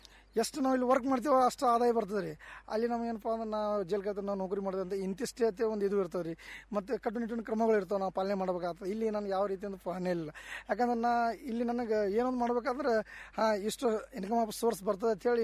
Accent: Hattarga, Karnataka, India; ಹಾಂ ಸರ್, ನಮ್ಮೂರು ಹತ್ತರ್ಗಾ ಸರ್, ಇಂಡಿ ತಾಲೂಕು ಹತ್ತರ್ಗಾ ಸರ್. ಅಲ್ಲೇ ಊರು ಪಕ್ಕ 1 ಕಿಲೋಮೀಟರ್ ತೋಟ ಇದೆ ಸರ್

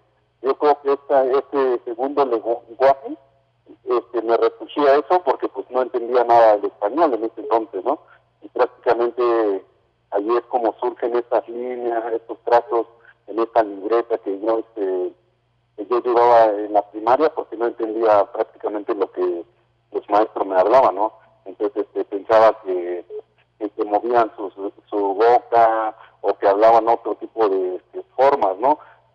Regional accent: Oaxaca, Mexico; first language Mazatec; Spanish is a second language; les acabo de saludar en mi lengua materna, que es el mazateco del estado de Oaxaca.

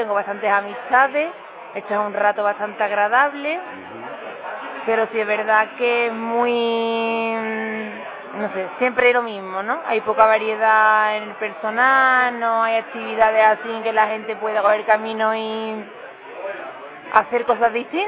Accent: Gerena, Andalusia, Spain; Que es mi pueblo, que me gusta cómo es la gente

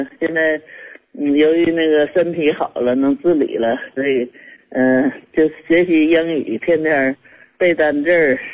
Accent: Shenyang, Liaoning, China; 我是沈阳市大东区。

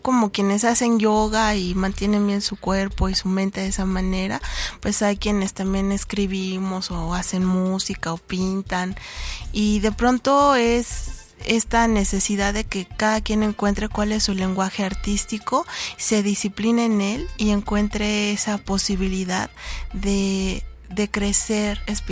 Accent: Cuautepec, Mexico; Cuautepec, mi pueblo, porque a mí me gusta muchísimo leer

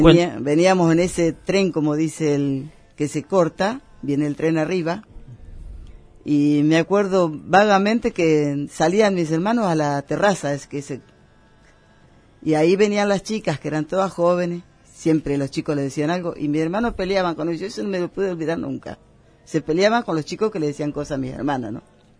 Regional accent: Concordia, Entre Ríos, Argentina; Nací en Concordia mismo.

